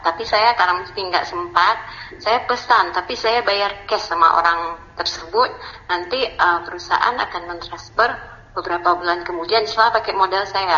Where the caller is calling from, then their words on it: Aceh, Indonesia; dari Aceh.